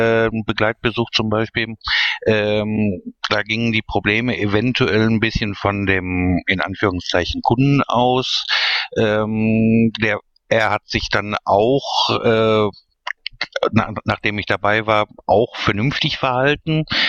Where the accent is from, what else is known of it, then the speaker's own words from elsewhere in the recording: Duisburg, North Rhine-Westphalia, Germany; ich komme aus Duisburg.